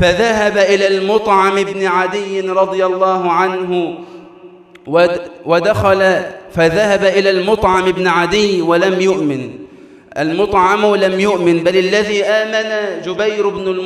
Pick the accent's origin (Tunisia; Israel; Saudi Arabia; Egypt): Egypt; اللهم اجعل بلدنا مصر أمناً أماناً